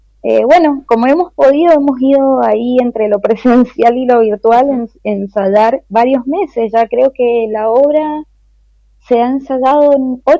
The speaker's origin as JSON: {"language": "Spanish", "town": "San Rafael", "region": "Mendoza", "country": "Argentina", "said": "yo soy de San Rafael, es mucho más chico que allá"}